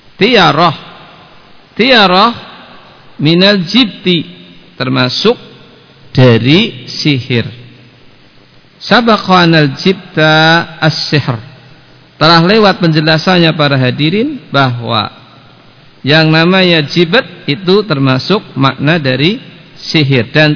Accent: Banyumas, Central Java, Indonesia; Sebagaimana sebagian orang di tempat kita, orang Banyumas itu apesnya konon hari Sabtu apa?

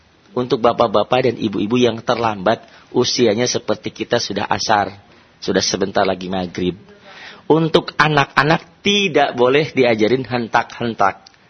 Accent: Sukabumi, West Java, Indonesia; born there; kalau saya lahir di Sukabumi tapi lamanya di terminal

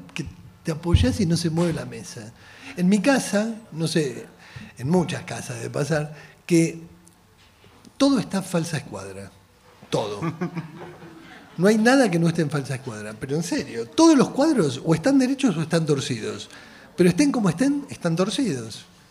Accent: Puan, Buenos Aires Province, Argentina; De Puan, es la Pampa, es la Pampa.

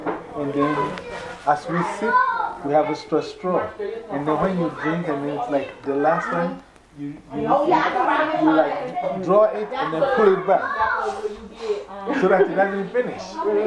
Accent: Ghana; But I remember when I was growing in Ghana, growing up in Ghana, you only eat chicken when your parents have a visitor.

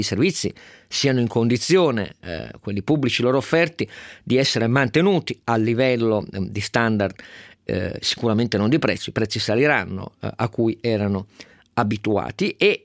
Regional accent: Piedmont, Italy; io sono piemontese e questo mi addolora

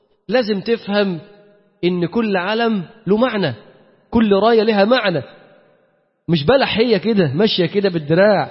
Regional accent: Egypt; التركيبة بتاعتنا احنا كمصريين، تركيبتنا احنا كمصريين غير قابلة

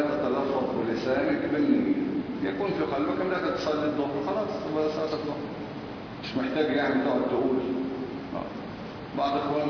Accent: Egypt; فاللي ماشي عندنا في مصر ايه؟ سبعة غير تكبيرة الإحرام

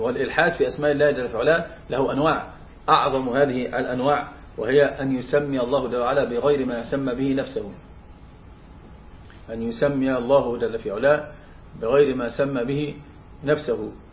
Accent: Egypt; فطبعا هناك عندنا في مصر مثلا

